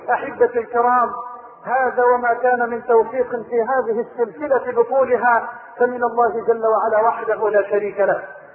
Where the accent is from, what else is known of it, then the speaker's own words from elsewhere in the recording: Egypt; اللهم انا نسألك ان تجعل بلدنا مصر واحة للامن والامان